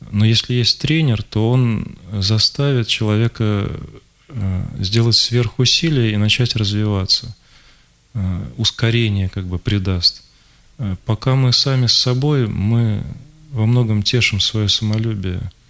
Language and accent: Russian; Moscow, Russia; это события октября 93-го года, когда была война прямо в моем родном городе, в Москве.